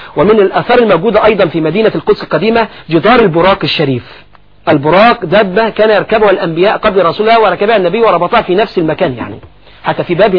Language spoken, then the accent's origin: Arabic; Egypt; محافظة الشرقية حاليا عندنا في مصر